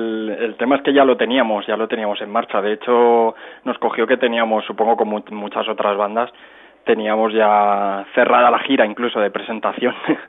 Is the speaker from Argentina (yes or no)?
no; Cerdanyola del Vallès, Catalonia, Spain; mi pueblo natal, que es Sardañola del Vallés